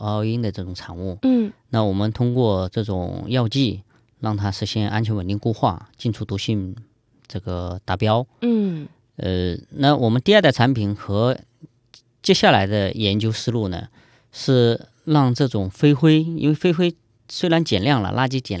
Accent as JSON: {"language": "Chinese", "region": "Jiangxi", "country": "China", "said": "我江西人"}